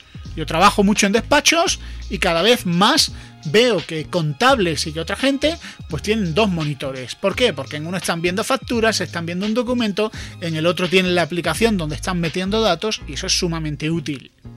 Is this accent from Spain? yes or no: yes; Spain; para mí como español